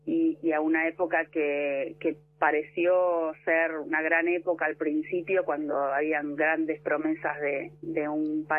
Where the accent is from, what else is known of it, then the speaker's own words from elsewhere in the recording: Bahía Blanca, Buenos Aires Province, Argentina; tengo mi familia en, ajá, Bahía Blanca, mi infancia, mi adolescencia, toda en Bahía Blanca